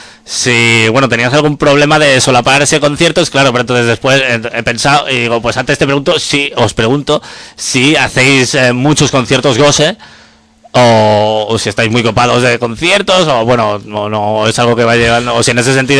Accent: L'Hospitalet de Llobregat, Catalonia, Spain; vive en el límite de Barcelona, pero al otro lado vivo yo, que soy de Hospitalet

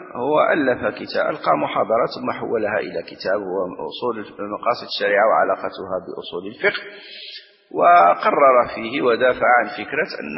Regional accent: Morocco; نحن عندنا في المغرب من سنة من من من نحو 30 سنة تقريبا

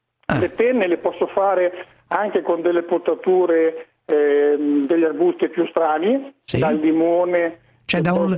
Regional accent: Marche, Italy; io sono marchigiano, vado da Riccione fino a San Benedetto

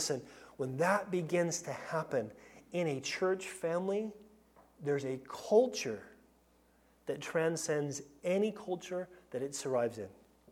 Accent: United States; I mean, I'm American for crying out loud, and I am culturally American.

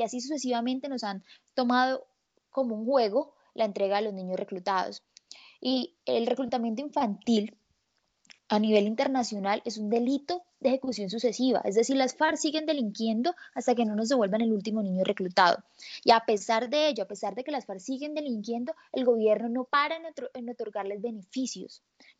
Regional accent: Colombia; un grupo de colombianos estamos convocando a salir a la calle

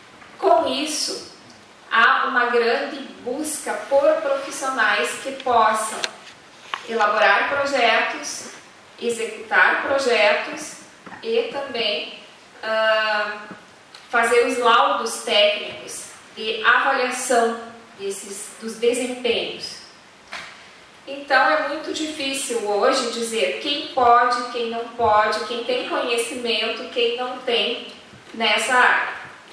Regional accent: Rio Grande do Sul, Brazil; eu sou do Rio Grande do Sul, eu estou muito próximo, a 300 quilômetros da fronteira com o Uruguai, né, e pouco mais de 400, 500 quilômetros da fronteira com a Argentina

